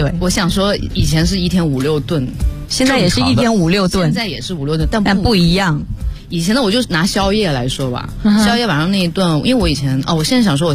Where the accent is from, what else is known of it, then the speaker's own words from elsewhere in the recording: South China, China; born there; 因为我出生在南方嘛，在我们家那边的话、个子比较小